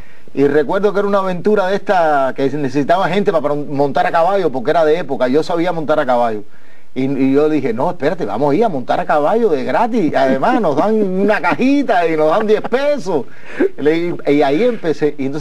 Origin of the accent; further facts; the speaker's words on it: Guajay, Havana, Cuba; la infancia mía fue ahí. Era un barrio de la periferia muy ligado al campo